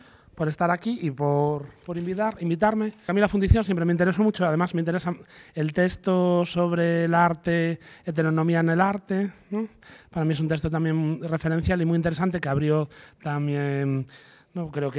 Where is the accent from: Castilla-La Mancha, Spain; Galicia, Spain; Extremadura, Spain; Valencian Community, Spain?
Galicia, Spain; accent: Galician; yo vengo de otro contexto, vamos, por mi acento supongo que lo habréis detectado, que es de Galicia.